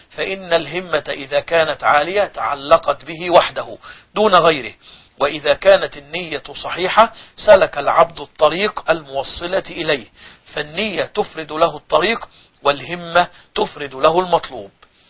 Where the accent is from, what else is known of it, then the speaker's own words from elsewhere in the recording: Egypt; عندنا في مصر الأيام الماضية